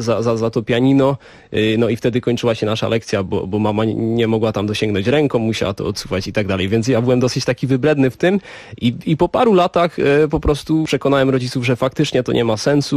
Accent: Czechia; bo tutaj te korzenie jakby no jednak mam z większości polskie. Myślę, że mogę siebie zdefiniować jako Polaka z Czech.

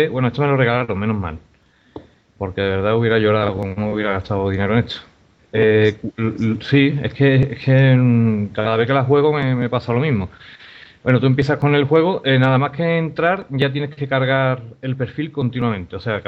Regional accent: Seville, Andalusia, Spain; Y luego soy de Sevilla, como es evidente también mi acento.

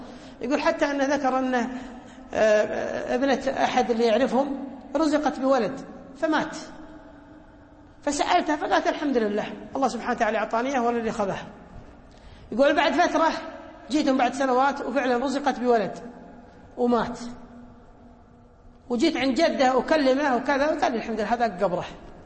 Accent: Kuwait; كان معتمد بريطاني عندنا في الكويت

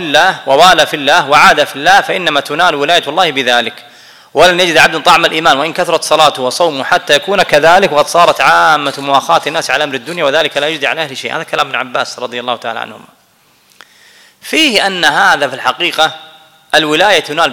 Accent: Kuwait; هذا لا أنا كويتي ابن البلد فأنا أحبه

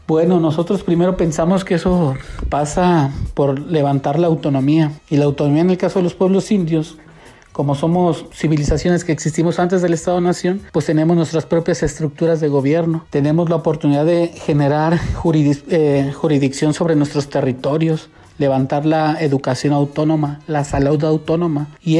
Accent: Chapultenango, Chiapas, Mexico; now in Guadalajara, Mexico; soy de Chapultenango, Chiapas, y desplazado a la ciudad de Guadalajara

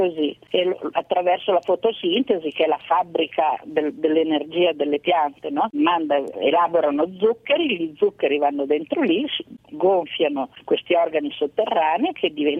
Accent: Piedmont, Italy; in primavera pioveva una volta tantissimo dalle mie parti, sulle Prealpi piemontesi

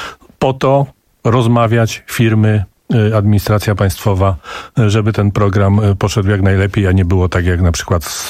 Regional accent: Kielce, Świętokrzyskie Voivodeship, Poland; jestem z Kielc, ze Świętokrzyskiego

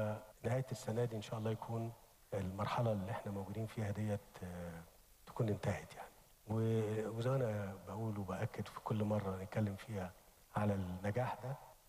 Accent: Egypt; إحنا عندنا في مصر مشكلة كبيرة في هذا الأمر

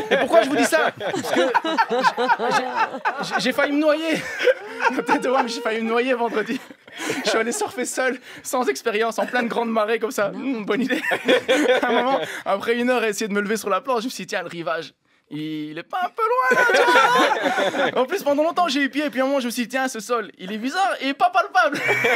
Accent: Brussels, Brussels-Capital Region, Belgium; Moi, je viens de Bruxelles, tu vois

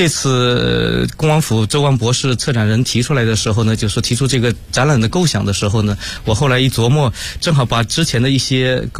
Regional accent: Zhejiang, China; 这个是我的老家也是在浙江

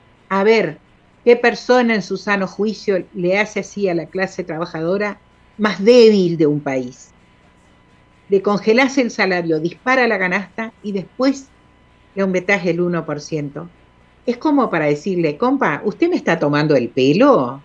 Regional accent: Bella Unión, Artigas, Uruguay; Acá somos contramarcha y no somos de Artigas, somos de Bella Unión. Aunque tengo gente muy querida en Artigas. Y somos bien uruguaya.

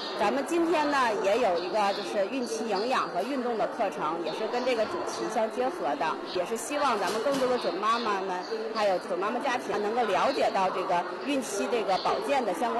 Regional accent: China; 也就是说我们中国人作为亚洲人了，其实8斤就已经很大了

